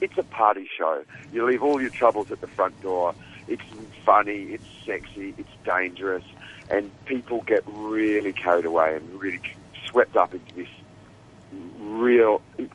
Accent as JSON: {"language": "English", "country": "Australia", "accent": "Australian", "said": "Of course, you can tell from my accent, I'm Australian."}